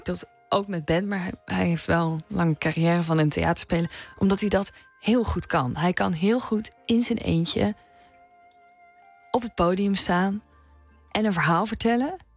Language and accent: Dutch; South Holland, Netherlands; accent: Hollands; Omdat ik ben opgegroeid in Zuid-Holland. Nou, dus wel met een accent.